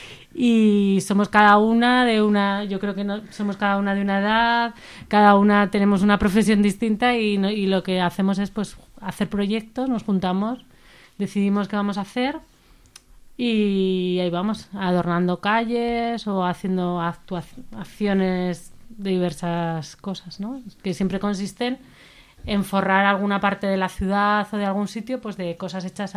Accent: Zaragoza, Aragon, Spain; Porque somos de Zaragoza y porque hacemos punto por las dos cosas.

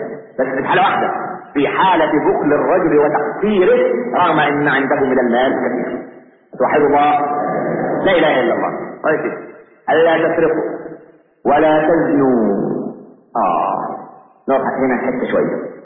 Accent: Egypt; والعلمانيين اللي عندنا في مصر

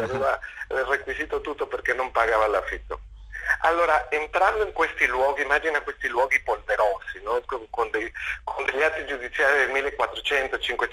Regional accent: Mexico; Italian is a second language; io sono messicano

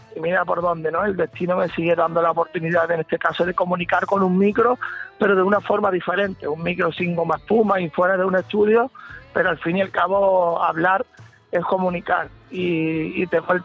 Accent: Archidona, Andalusia, Spain; also born or lived in Málaga; en mi pueblo, en el pueblo donde me he criado, en el pueblo de mi familia, aunque yo soy de Málaga, mi sangre es archidonesa, porque todo lo que me rodea desde que nací ha sido Archidona

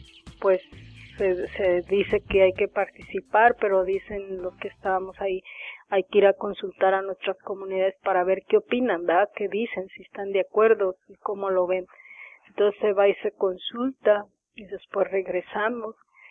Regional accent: Mexico; la bandera como símbolo de que somos mexicanos, queremos seguir siendo mexicanos

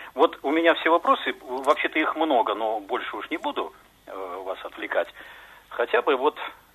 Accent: Saint Petersburg, Russia; я из Питера.

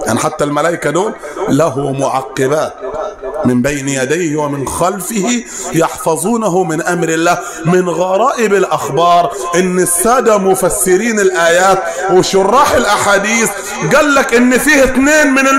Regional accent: Upper Egypt, Egypt; accent: Sa'idi; على رأينا هنا في الصعيد، وانا بتكلم باللهجة الصعيدية على الدوام

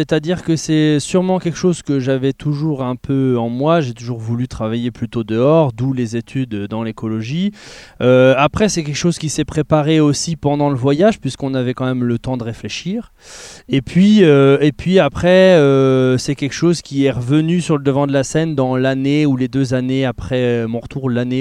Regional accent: Saint-Dié-des-Vosges, Grand Est, France; on habitait à Saint-Dié, on est natif de Saint-Dié

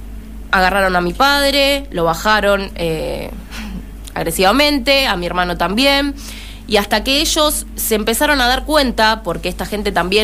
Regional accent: San Justo, Argentina; Nosotros somos de San Justo.

